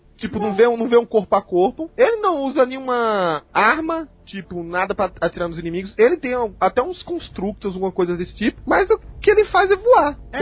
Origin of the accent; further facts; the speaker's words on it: Recife, Pernambuco, Brazil; eu sou do Recife, Nordeste